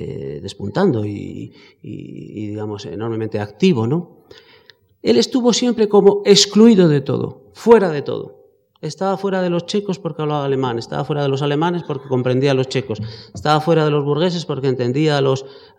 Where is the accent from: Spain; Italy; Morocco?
Spain; No era propiamente una migración, somos españoles, tenemos unos puntos de referencia